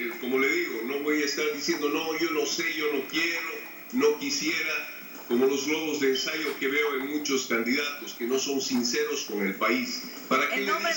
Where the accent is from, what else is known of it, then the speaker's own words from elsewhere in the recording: Bolivia; espero verlos pronto a los bolivianos, pero yo en mi país.